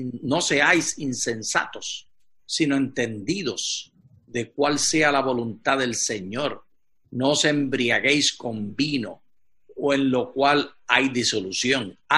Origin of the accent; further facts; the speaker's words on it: Puerto Rico; sigo siendo puertorriqueño. Estamos aprendiendo ahora el idioma cristiano, pero lo hablaremos con acento del lugar de donde venimos.